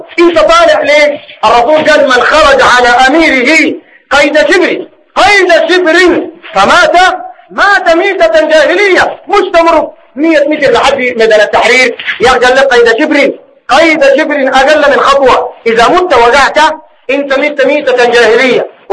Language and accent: Arabic; Sudan; زي ما هو الحاصل الواقع عندنا في السودان.